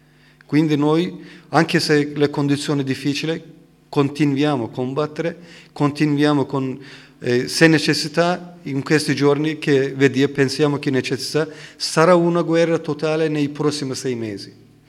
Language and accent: Italian; Turkey; Italian is a second language; anche io sono turco, non sono curdo.